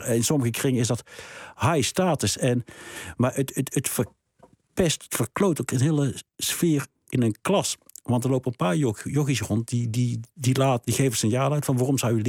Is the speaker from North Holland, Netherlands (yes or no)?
no; North Brabant, Netherlands; Kijk, Brabant is natuurlijk een geval apart. Ik ben zelf Brabander.